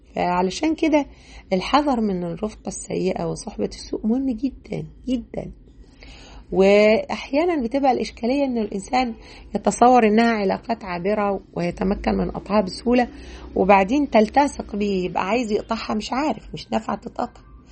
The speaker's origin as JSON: {"language": "Arabic", "town": "Mansoura", "region": "Dakahlia", "country": "Egypt", "tie": "born or raised there", "said": "كنت وأنا صغيرة اشتغلت محفظة فترة وأنا في تانية ثانوي، كنت اشتغلت محفظة في مسجد عندنا في المنصورة."}